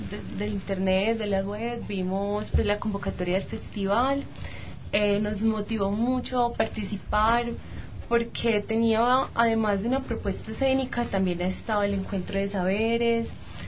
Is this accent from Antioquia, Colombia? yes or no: yes; Medellín, Antioquia, Colombia; venimos de la ciudad de Medellín, Colombia, llegamos anoche, a medianoche.